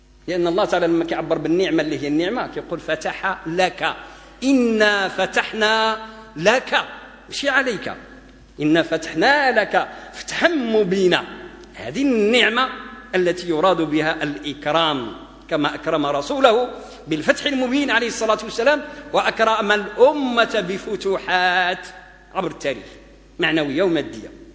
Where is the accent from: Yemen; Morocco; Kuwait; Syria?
Morocco; يعني احنا مغاربة وكثير من الناس يقولوا الله يفتح عليك